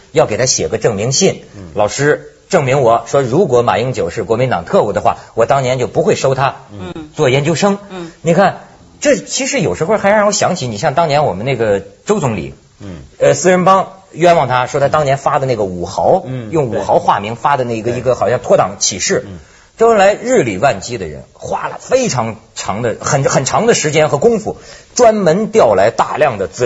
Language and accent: Chinese; China; 因为我是大陆人，